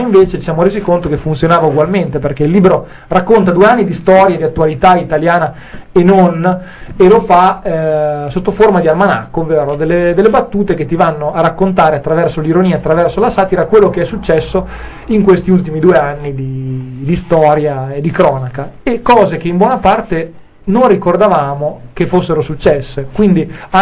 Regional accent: Emilia-Romagna, Italy; No, Romagna, io sono romagnolo

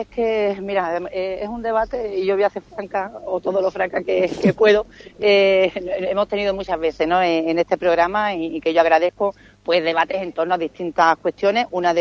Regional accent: Ubrique, Andalusia, Spain; somos todos de Ubrique y todos vivimos en la localidad

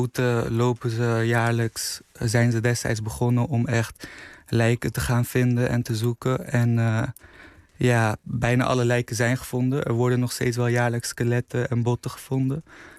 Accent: Afghanistan; Nee, ik ben zelf Afghaans.

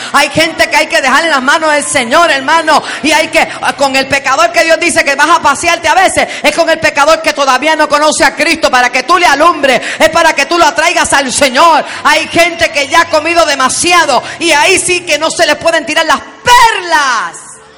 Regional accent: Bayamón, Puerto Rico; also born or lived in Bronx, United States; Una niña que nació en el Bronx, New York, you know. Me crié en Bayamón Garden, en la calle 13.

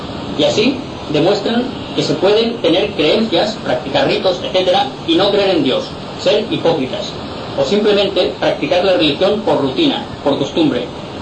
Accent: Inca, Balearic Islands, Spain; now in Palma, Spain; Soy mallorquín, nacido en el pueblo de Inca. Hace muchos años que resido en Palma. Empecé a trabajar a la edad de 9 años, soy un obrero yesero ya jubilado. Tengo 74 años.

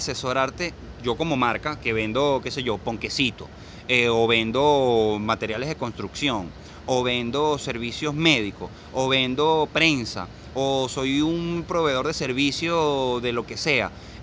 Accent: Venezuela; vamos a ser realmente los venezolanos arrechos que somos

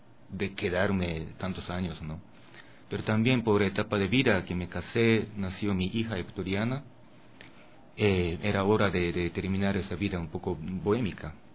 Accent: Japan; Spanish is a second language; yo vengo de Japón, y cuando yo tengo alguna inspiración de esa cultura ecuatoriana, pero dentro de mí todavía hay algo que escuché cuando yo era bebé en Japón.

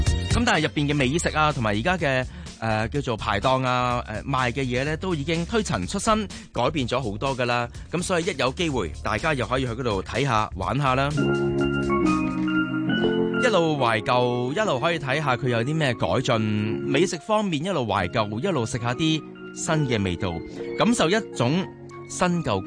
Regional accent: Hong Kong; 我哋作为香港人

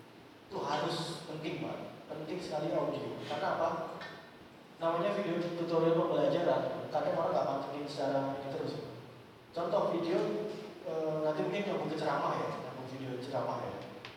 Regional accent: Aceh, Indonesia; saya orang Aceh, mie Aceh tetap enak

